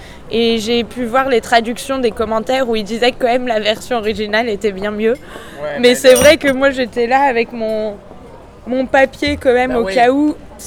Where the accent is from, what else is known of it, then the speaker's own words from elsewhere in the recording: Paris, Île-de-France, France; Je suis née à Paris. OK. Donc vraiment Paris. Quel arrondissement? En fait, je suis née dans le 15e.